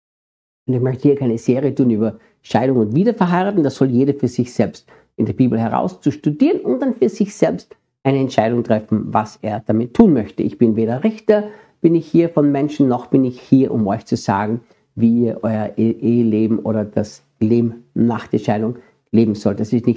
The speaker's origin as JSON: {"language": "German", "country": "Austria", "said": "Ich bin ja Österreicher und manchmal merke ich, dass wir in Österreich oft ein bisschen andere Worte verwenden als in Deutschland oder in der Schweiz."}